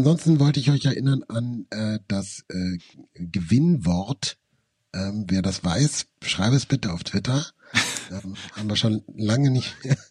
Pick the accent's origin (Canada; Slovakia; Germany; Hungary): Germany; Nuremberg, Bavaria; Ich glaube, das gibt es nicht mal in Nürnberg, wo ich aufgewachsen bin.